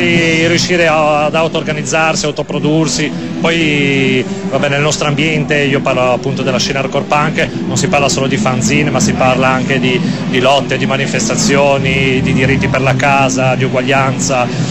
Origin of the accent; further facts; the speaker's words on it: Savona, Liguria, Italy; moved away as an adult; now in Milan, Italy; No, io sono ligure, sono di Savona, mi sono trasferito a Milano da 6 o 7 anni.